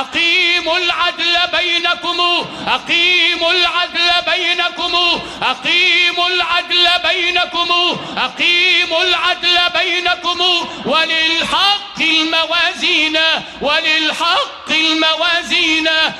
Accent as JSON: {"language": "Arabic", "region": "Sharqia Governorate", "country": "Egypt", "said": "عندنا في الشرقية ولد فخر لمحافظة الشرقية"}